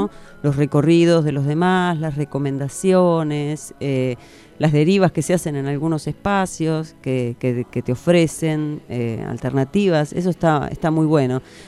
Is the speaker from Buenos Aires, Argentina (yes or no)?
yes; Buenos Aires, Argentina; now in La Plata, Argentina; trabajé mucho en extensión cultural en Buenos Aires, porque yo soy porteña y después me vine a vivir acá a La Plata.